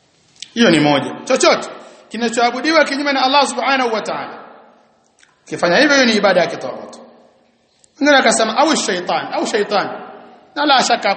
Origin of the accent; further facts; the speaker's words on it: Tanga, Tanga Region, Tanzania; Mbaya zaidi sasa kule kwetu Tanga kuna kitu kimoja kimezuka.